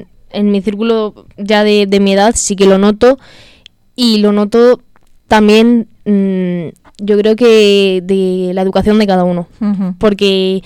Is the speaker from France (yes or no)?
no; Madrid, Community of Madrid, Spain; Bueno, yo soy de Carabanchel Bajo, prácticamente de Usera, pero vamos, la zona al final no cambia tanto.